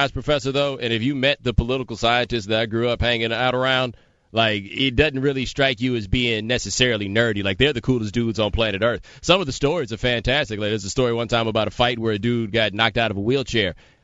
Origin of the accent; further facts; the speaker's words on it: Texas, United States; I grew up in Texas. I went to school in a town with 1,500 people.